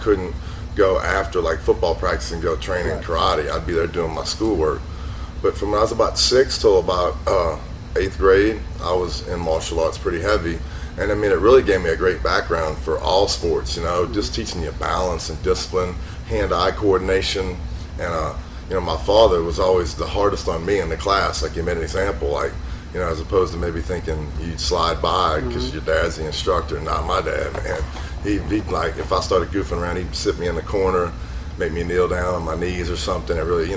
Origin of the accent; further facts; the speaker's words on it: New Orleans, Louisiana, United States; First of all, I was born in New Orleans, Louisiana. You know, I was born in 1969. I grew up and spent all my childhood in New Orleans.